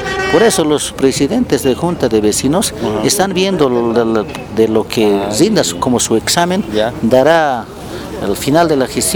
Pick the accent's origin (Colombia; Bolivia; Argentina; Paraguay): Bolivia; Felicidades a todos los que somos bolivianos